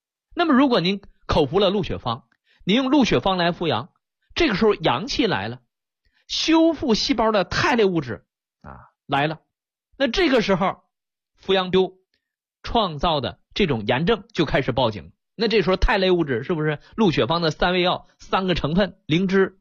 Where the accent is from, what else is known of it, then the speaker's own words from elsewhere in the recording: China; 其实在国外的专家眼中，我们中国人的按摩、针灸、拔罐都是这个道理啊。